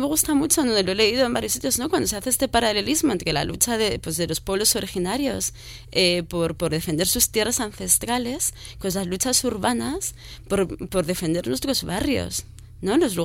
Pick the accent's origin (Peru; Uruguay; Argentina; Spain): Spain; Madrid, Community of Madrid; yo soy ante todo madrileña, a ver, no madrileña recalcitrante